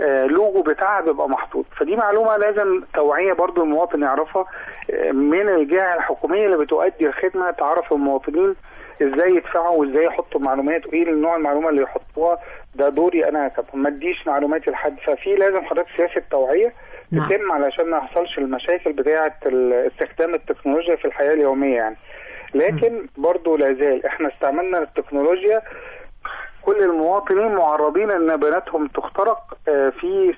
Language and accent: Arabic; Egypt; أنا مجلس الوزراء عندنا في مصر عمل خطوة ممتازة جدا